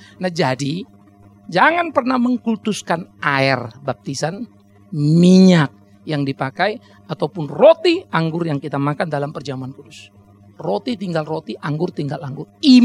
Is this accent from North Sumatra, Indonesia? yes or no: yes; Pematangsiantar, North Sumatra, Indonesia; Coba berani-berani lewat di Siantar kampung saya, habis itu hilang.